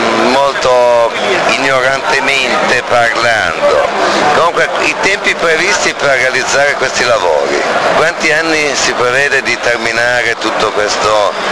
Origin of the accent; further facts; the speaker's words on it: Dogliani, Piedmont, Italy; Cuneo Dogliani, Monforte d'Alba Dogliani.